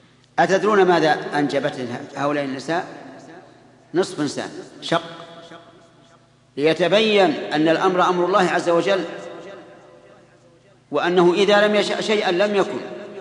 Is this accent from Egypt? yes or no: no; Saudi Arabia; نجد أن بلادنا السعودية مغزوة من كل جانب